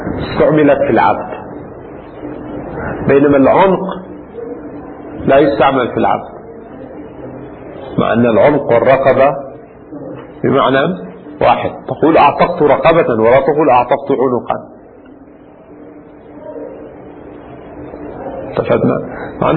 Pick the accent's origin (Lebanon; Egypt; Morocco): Lebanon; يعني عندنا في لبنان لا يقال زوادة